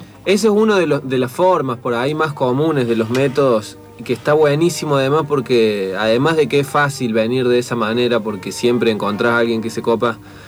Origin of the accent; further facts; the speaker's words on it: Río Tercero, Córdoba, Argentina; now in Córdoba, Argentina; somos de Río Tercero, que es una ciudad del interior de Córdoba que es muy chiquita, que tiene muy poco movimiento cultural y artístico